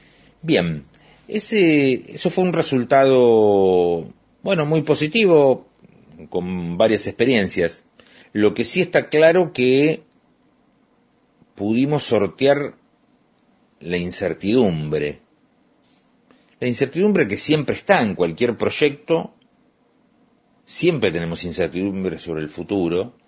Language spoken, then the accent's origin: Spanish; Luján, Buenos Aires Province, Argentina; en el año 1988, definió que yo me quedara a echar raíces en mi pueblo, en mi ciudad.